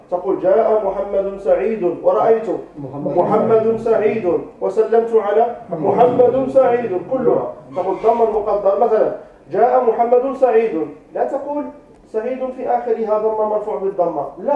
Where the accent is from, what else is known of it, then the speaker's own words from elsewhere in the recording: Morocco; مثلا عندنا في المغرب يسمونه محمد سعيد.